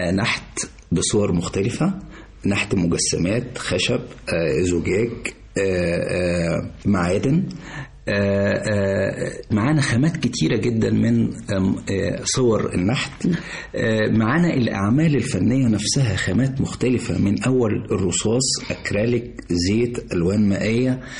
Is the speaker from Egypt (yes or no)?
yes; Sharqia Governorate, Egypt; احنا عندنا في الشرقية مثلا بلد كاملة عايشة على زراعة البردي